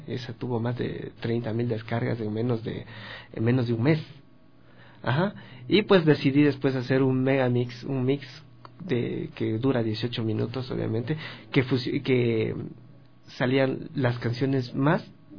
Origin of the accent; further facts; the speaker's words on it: Ecuador; Es que sabes que soy ecuatoriano, ¿no?